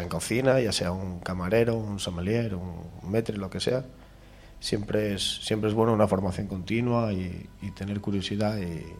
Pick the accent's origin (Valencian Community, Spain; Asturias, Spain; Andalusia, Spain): Asturias, Spain; Tineo; No, soy de Tineo.